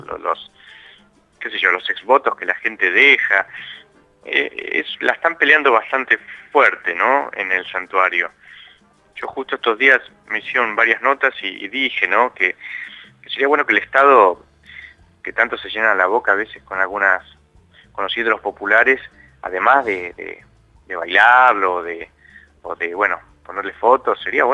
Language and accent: Spanish; Buenos Aires, Argentina; Ahora están ahí en La Plata, yo soy de Capital, pero voy a estar en La Plata el jueves 25.